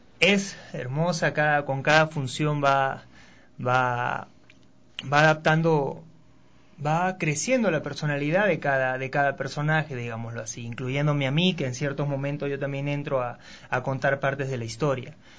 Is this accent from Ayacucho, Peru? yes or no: no; Ilo, Moquegua, Peru; born there; Él hizo su vida, toda su vida en Perú, primero en Lima y luego en el puerto de Hilo, que es donde yo nací, pues el puerto de Hilo, que es un puerto al sur del Perú.